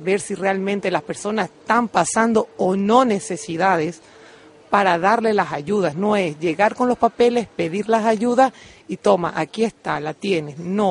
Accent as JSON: {"language": "Spanish", "country": "Portugal", "lives_now": "Canary Islands, Spain", "said": "Yo soy de Portugal."}